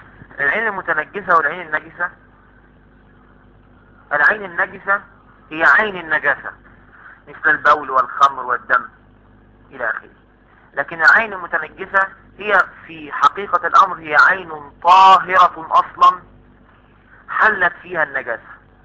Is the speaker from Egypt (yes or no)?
yes; Egypt; طب انا من اهل مصر ما اعرفش البوزاق ده.